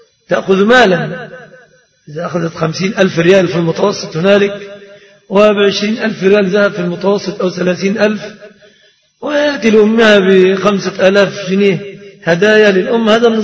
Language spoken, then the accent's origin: Arabic; Egypt; في الصداق في بلادنا مصر في الغالب متمثل في ثلاثة أشياء